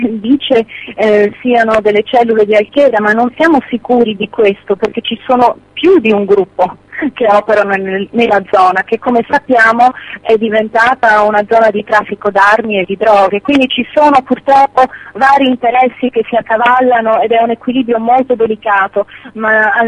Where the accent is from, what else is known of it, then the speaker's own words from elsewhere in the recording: Sardinia, Italy; devo dire che come sarda sono molto commossa